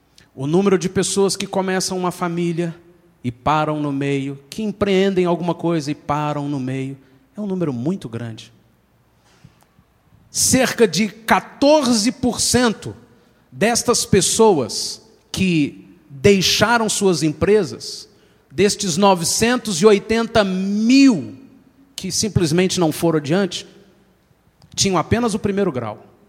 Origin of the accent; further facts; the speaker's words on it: Brazil; Mas nós temos na nossa cultura uma qualidade maravilhosa como brasileiros, que é a do improviso. Nós somos muito feras no improviso.